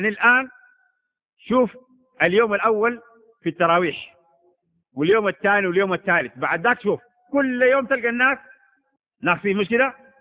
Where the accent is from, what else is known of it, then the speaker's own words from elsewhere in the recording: Sudan; والحمد لله هذه عندنا في السودان يا أخواننا